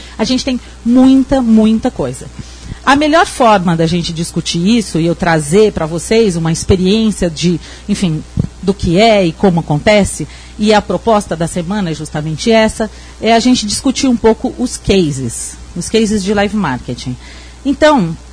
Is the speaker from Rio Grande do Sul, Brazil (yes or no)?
no; São Paulo, Brazil; Pelo meu sotaque, vocês já devem ter percebido que eu não sou daqui, né? Sou estrangeira, sou de São Paulo.